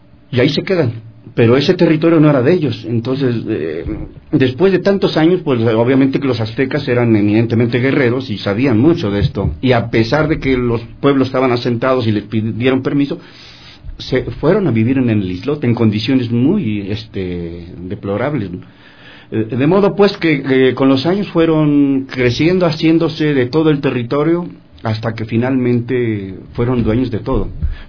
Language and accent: Spanish; Mexico; es una palabra entrañable para los que somos mexicanos